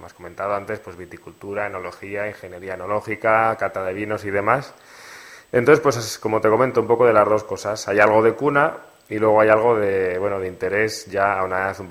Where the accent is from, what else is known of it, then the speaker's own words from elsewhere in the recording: Nazar, Navarre, Spain; Yo soy de Nazar, como has dicho, y de un pueblo pequeñito del Valle de la Berrueza.